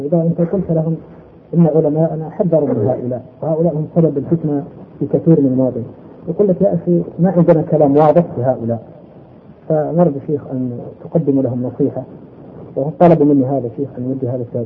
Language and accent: Arabic; Algeria; سؤال آخر يكثر تداوله عندنا في الجزائر عند الشباب